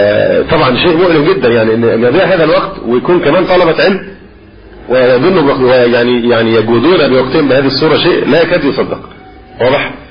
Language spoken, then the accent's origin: Arabic; Egypt; وربما الأمر هنا عندنا في مصر أخف في بعض البلاد